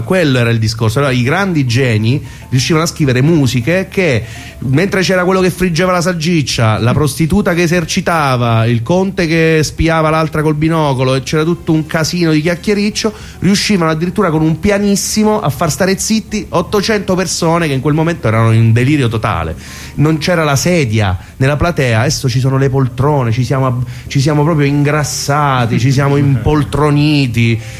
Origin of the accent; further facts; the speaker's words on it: Teramo, Abruzzo, Italy; a Roma, che non è la mia città perché sono teramano, di Teramo